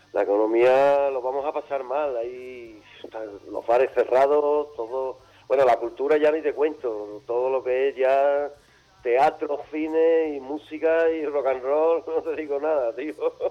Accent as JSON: {"language": "Spanish", "town": "Seville", "region": "Andalusia", "country": "Spain", "tie": "born there", "said": "uno ha nacido en España, Sevilla, el sur, Andalucía, y hablo castellano, y canto en castellano"}